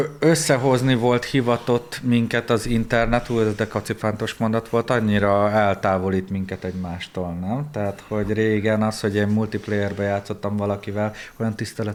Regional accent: Budapest, Hungary; born there; én szeretem Magyarországot, Budapestet, itt születtem

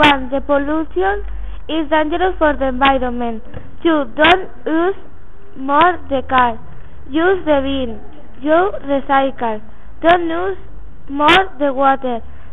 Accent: Barcelona, Catalonia, Spain; English is a second language; I am 12 years old. I come from Spain. I live in Barcelona, Spain. I study at ES from Maritime

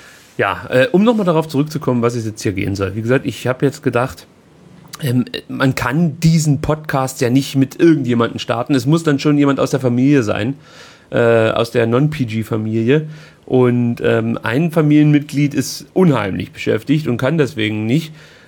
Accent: East Germany, Germany; bei uns in der DDR hieß das Hort

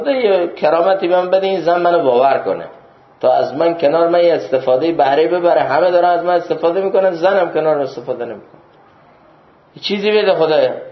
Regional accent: Iran; من از ایرانم و از یه جای دیگه است.

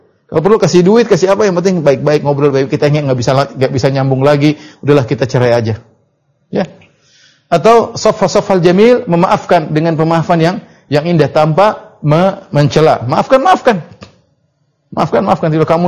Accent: Papua, Indonesia; meskipun saya belum pernah ke sana, padahal saya orang Papua, ya.

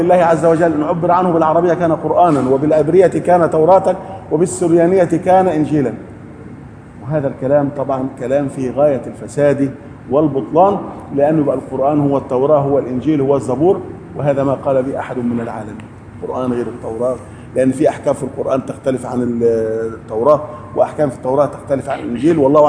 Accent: Upper Egypt, Egypt; زي الفوضى اللي عندنا في الصعيد مثلا

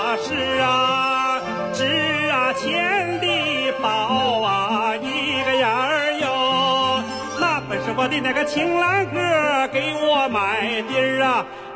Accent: Shenyang, Liaoning, China; moved away as an adult; also born or lived in Heilongjiang; 其实我是沈阳人，18岁到了黑龙江一个学校

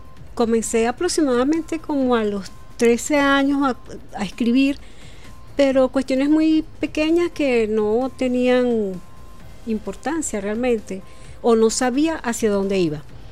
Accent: Caracas, Capital District, Venezuela; now in Yaracuy, Venezuela; Yo realmente soy de aquí, de Propatria.

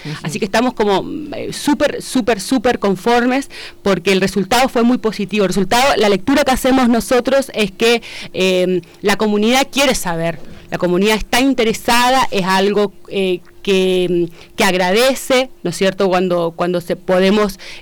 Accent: Argentina; el gran hito que tenemos nosotros como argentinos

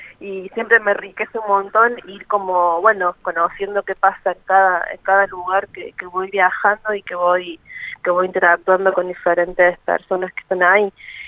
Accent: Córdoba, Argentina; soy de Córdoba, soy de Córdoba.

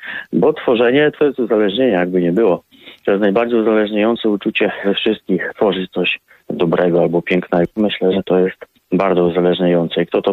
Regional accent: Krzywcza, Subcarpathian Voivodeship, Poland; Tak, jestem ze wsi, tutaj stąd, w Krzywczy. Tutaj się urodziłem, urodziłem się w Krzywczy, ale mieszkam w Krzywczy cały czas. I wróciłem do moich rodzinnych stron po studiach zaraz w Krakowie.

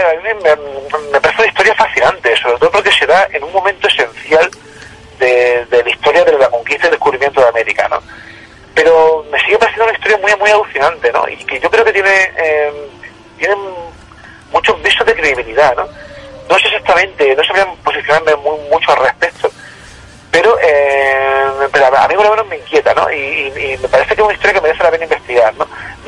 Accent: Jaén, Andalusia, Spain; Eso sí, yo soy de Jaén, no se lo diga a la gente de Jaén.

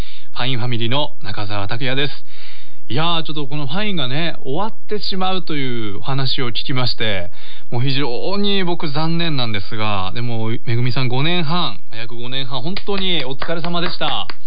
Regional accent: Nagaoka, Niigata, Japan; 長岡花火の時期になったら、うちの実家のあのインターホンをしていただいて

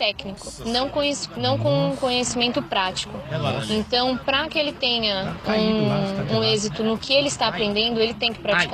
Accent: Carapicuíba, São Paulo, Brazil; sou de Carapicuíba, sou São Paulina.

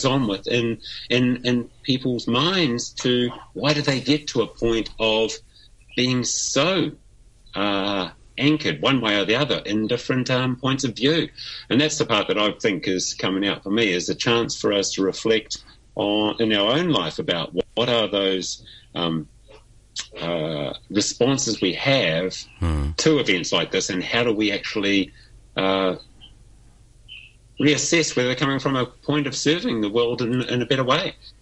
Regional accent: New Zealand; since we spoke a week ago, being a Kiwi and what impact one person in New Zealand has made around the world

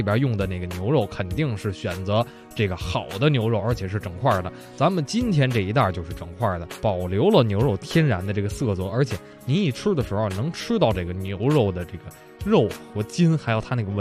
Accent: Beijing, China; 首先我喜欢吃咱们北京的酱货，我是北京人吧

